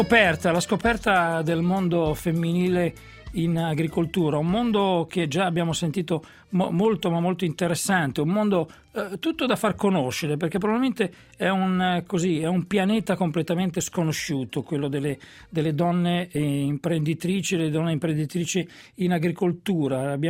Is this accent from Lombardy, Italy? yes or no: no; Emilia-Romagna, Italy; Beh, io sono romagnolo